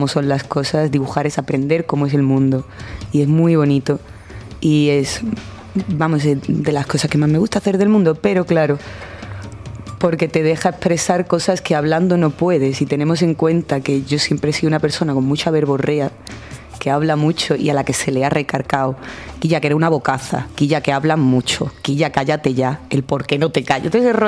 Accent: Alcalá de Guadaíra, Andalusia, Spain; después de vivir en Pino Montano un tiempo, el principio del instituto lo hice en un pueblo que se llama Alcalá de Guadaíra, que es donde me he criado prácticamente y es de donde viene mi forma de hablar probablemente también.

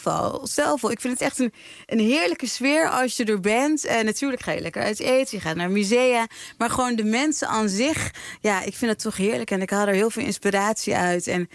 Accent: Port-au-Prince, Ouest, Haiti; En daarnaast, kijk, ik kom uit Haiti. Hè. Ik ben geboren in Port-au-Prince.

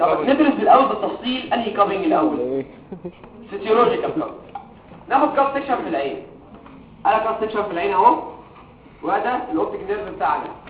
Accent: Egypt; انا مصري زي كل حاجه

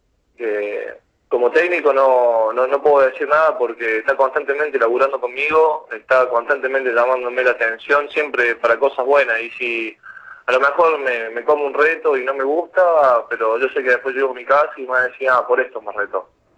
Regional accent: Villa María, Córdoba, Argentina; born there; Sí, nací en Villa María.

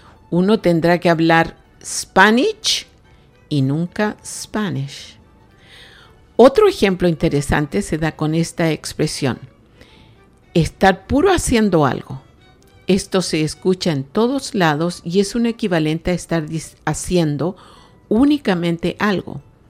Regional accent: Chile; ¿Cachai ahora? Yo también soy chilena.

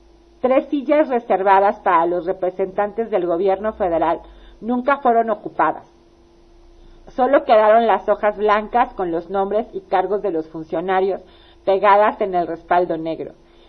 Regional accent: Mexico; que nos duele como mexicanos y que también nos avergüenza.

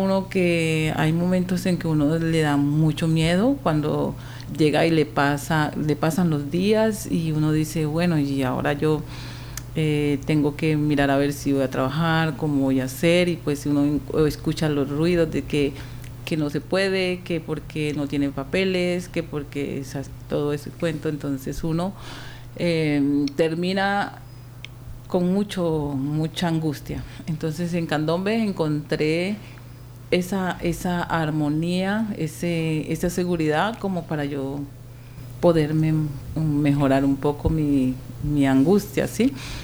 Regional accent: Tumaco, Nariño, Colombia; he hecho escala desde mi pueblo natal, Tumaco, y me he venido escalando, de hecho haciendo escala por Colombia y pues al final llegué acá.

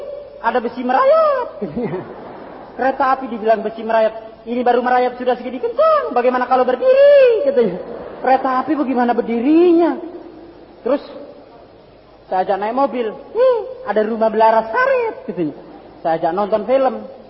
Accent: Java, Indonesia; ini kan saya Jawa, dia

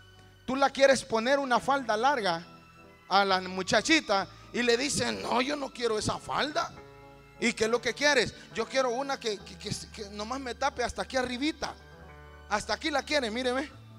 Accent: Honduras; Y yo decía yo, pues como buen catracho

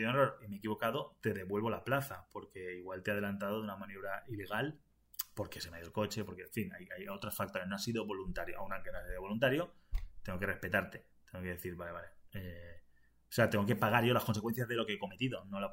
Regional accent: Valencian Community, Spain; also born or lived in Asturias / Madrid; Porque yo soy español nada más. Y soy español. Y es verdad que dentro de lo que es España, pues he vivido en varias zonas de España. Me he movido relativamente, ¿no? He estado en Valencia originalmente.

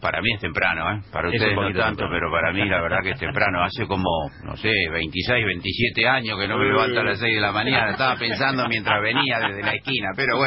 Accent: Buenos Aires, Argentina; Claro que como porteño, así como reconozco esto

